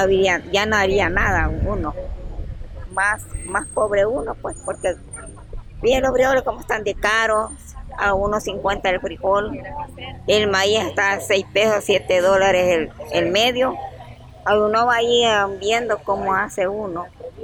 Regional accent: San Juan Talpa, La Paz, El Salvador; somos de San Juan Talpa.

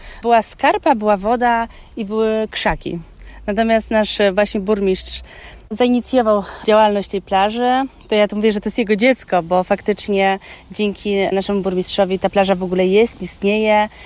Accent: Warsaw, Masovian Voivodeship, Poland; Ja pochodzę z Woli, z blokowiska, z betonu tak zwanego.

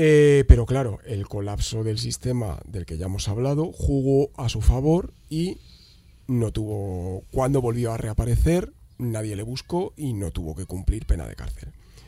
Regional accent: Madrid, Community of Madrid, Spain; ¿Por qué estoy hablando del País Vasco, si somos de Madrid?

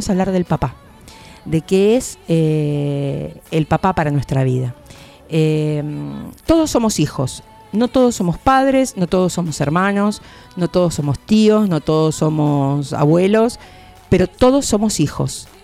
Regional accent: Quilmes, Buenos Aires Province, Argentina; los que somos de Quilmes, compramos en Quilmes.

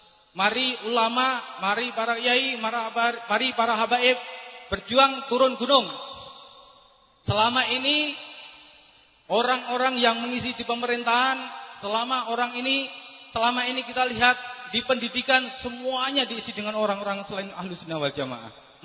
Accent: Sukoharjo, Central Java, Indonesia; Asal saya asli dari Sukoharjo tapi domisili di Keratonan.

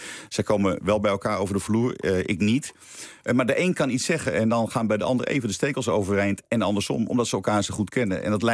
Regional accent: North Holland, Netherlands; Nou ja, we komen allebei uit het Noord-Hollandse.

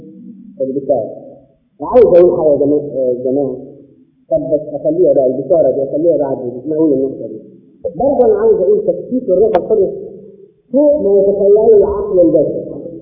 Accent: Egypt; ولو ان احنا كمصريين طبعا بنقول الان

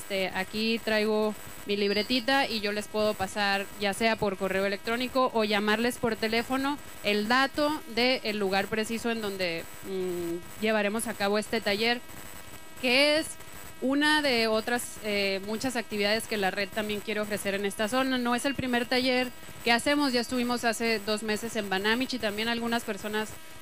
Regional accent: Hermosillo, Sonora, Mexico; vengo de Hermosillo.

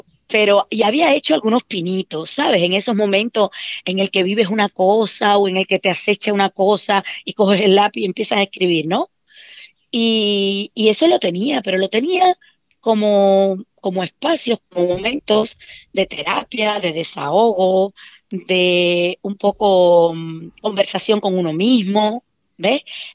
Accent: Cuba; moved away; yo recito unos poemas de mi tierra. de autores de mi tierra, de Nicolás Guillén, de José Martí

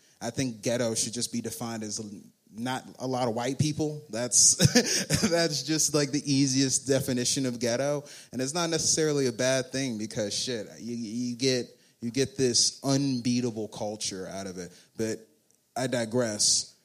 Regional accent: Pleasant Grove, Texas, United States; I grew up in Pleasant Grove, a local ghetto near here.

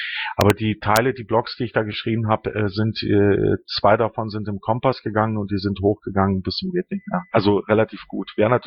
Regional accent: Greece; ich bin ja selber Grieche

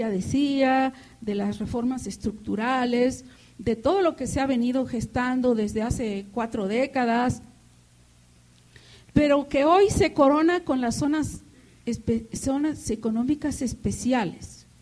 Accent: Mexico; la violación de nuestros derechos humanos colectivos como pueblo mexicano

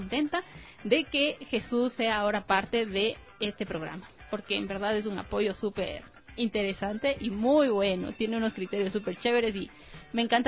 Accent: Latacunga, Cotopaxi, Ecuador; yo regresaba hasta mi tierra, regresaba a Latacunga y regresaba a Huaytacama.

